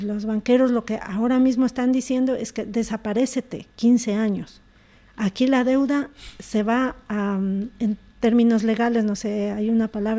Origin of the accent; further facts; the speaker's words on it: Ecuador; yo soy de origen ecuatoriano, allá no existe jamás esto